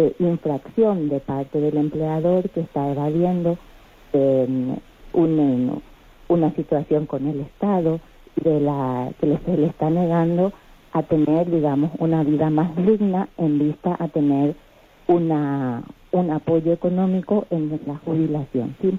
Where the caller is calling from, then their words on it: Madrid, Community of Madrid, Spain; aquí de Madrid.